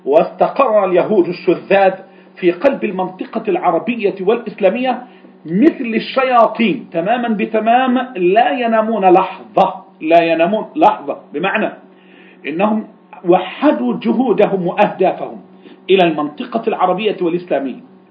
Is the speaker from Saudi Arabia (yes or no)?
no; Egypt; عندنا في مصر